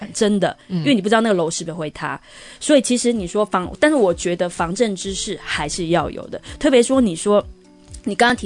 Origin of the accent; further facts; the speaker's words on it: Taiwan; 可是你告诉你，做台湾人，你就常常遇到台湾真的常常有地震